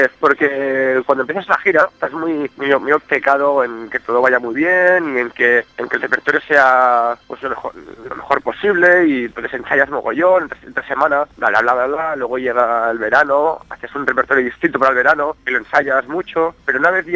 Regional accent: Sant Feliu de Llobregat, Catalonia, Spain; No hace mucho estuvimos tocando en mi pueblo, en San Feliu de Llobregat.

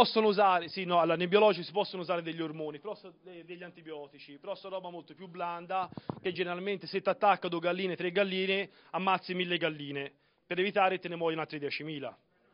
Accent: Tuscany, Italy; Allora, siamo del Chianti, questa vi tocca.

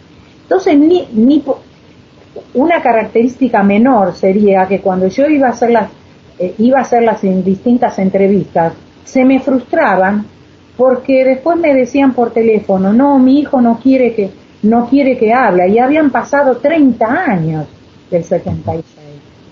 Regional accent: Buenos Aires, Argentina; soy una persona que soy de Buenos Aires

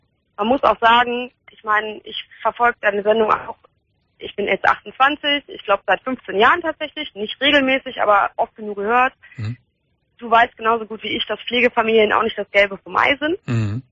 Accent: Hahn, Germany; born there; Ich bin in Hahn geboren

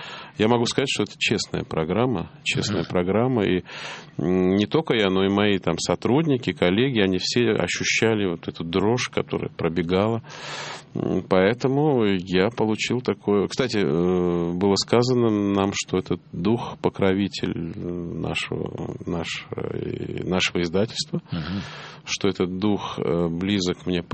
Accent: Tbilisi, Georgia; moved away as an adult; Я родился и провел юность в таком южном городе Тбилиси. Ну, вот это мой родной город. Я там учился, закончил школу, закончил высшее военное артиллерийское училище. И в 21 год оттуда уехал.

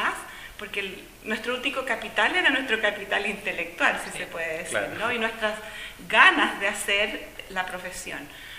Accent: Chile; moved away as an adult; vengo de Chile, soy chilena.

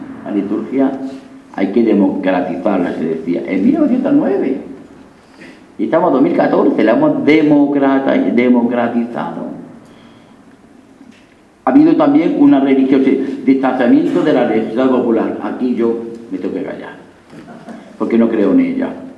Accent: Linares, Andalusia, Spain; la Semana Santa de mi pueblo, un pueblo muy bueno, Linares, Jaén, no tenía ninguna fuerza.

